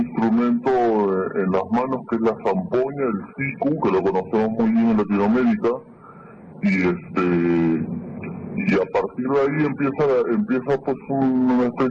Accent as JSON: {"language": "Spanish", "region": "Lima", "country": "Peru", "tie": "born or raised there", "also_born_or_lived": "Huancayo", "said": "Yo nací en Lima, en un barrio muy popular que se llama El Rímac, pero hasta los 11 años de edad yo no había tenido ningún contacto con la música, hasta que con mi familia nos mudamos a Huancayo"}